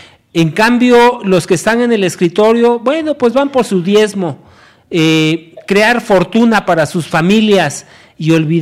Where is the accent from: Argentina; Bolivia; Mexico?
Mexico; yo como soy muy mexicano